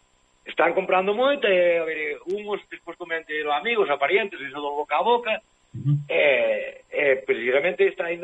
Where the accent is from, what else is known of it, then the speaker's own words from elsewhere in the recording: Cerredo, Galicia, Spain; O meu pueblo chamase Cerredo.